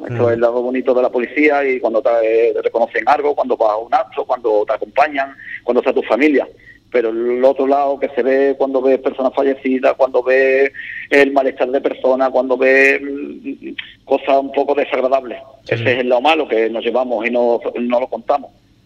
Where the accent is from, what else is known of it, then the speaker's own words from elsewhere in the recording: Ubrique, Andalusia, Spain; mi casa, mi pueblo, estoy súper orgulloso de Ubrique, y mi vida está aquí en el pueblo, mi madre, mi familia, mi mujer, mi hijo y... Y aquí, Ubrique para mí es muy especial.